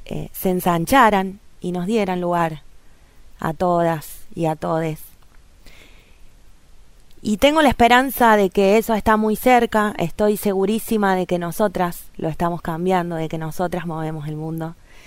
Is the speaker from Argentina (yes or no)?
yes; Villa Mercedes, San Luis, Argentina; Yo soy de Villa Mercedes, de la ciudad de la calle Angosta.